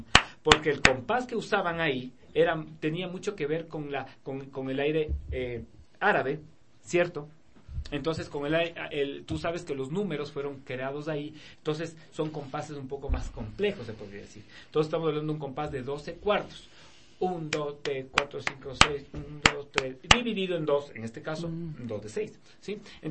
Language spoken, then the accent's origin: Spanish; Quito, Pichincha, Ecuador; Mi esposa se está riendo porque dice que yo soy ario, o yo digo que yo soy ario, pero no, yo como te digo, soy más quiteño que, no sé, que San Juan.